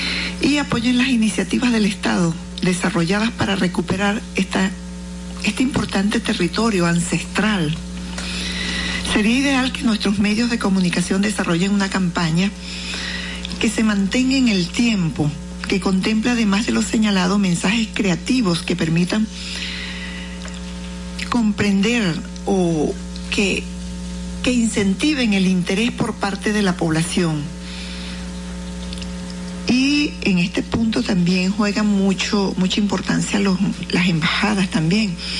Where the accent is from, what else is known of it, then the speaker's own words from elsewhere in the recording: Venezuela; Me mueve en la sangre, en el alma, en el corazón, como venezolana.